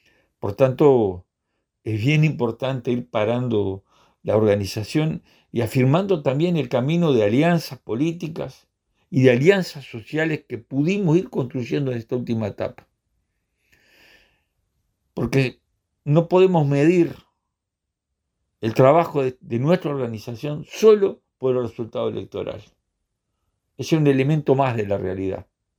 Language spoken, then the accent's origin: Spanish; Uruguay; Nosotros como pueblo uruguayo tenemos una deuda histórica con el pueblo haitiano.